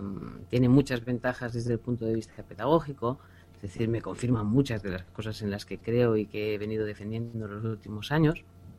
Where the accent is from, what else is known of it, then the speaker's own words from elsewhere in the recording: Vic, Catalonia, Spain; born there; Nací en Vic. Que la llaman la ciudad de los santos.